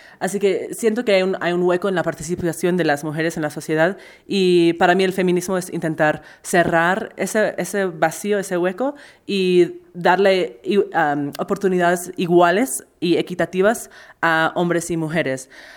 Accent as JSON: {"language": "Spanish", "country": "United States", "said": "Mi hermano y yo somos de los Estados Unidos."}